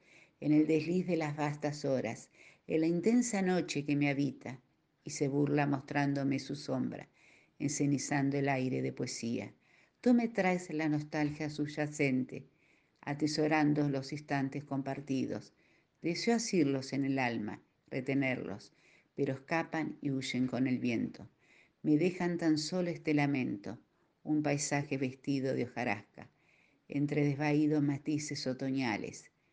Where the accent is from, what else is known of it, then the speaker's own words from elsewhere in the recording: Carlos Casares, Buenos Aires Province, Argentina; soy de Carlos Casares, provincia de Buenos Aires.